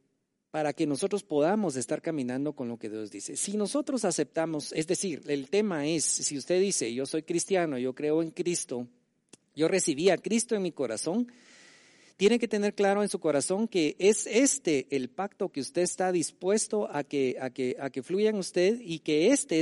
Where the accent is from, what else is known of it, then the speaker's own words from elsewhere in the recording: Guatemala; Como guatemaltecos, nosotros funcionamos en principio bajo la Constitución de Guatemala